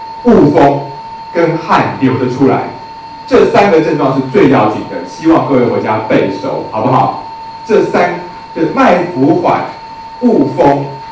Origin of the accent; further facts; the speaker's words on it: China; 因为我们中国人说“不通则痛”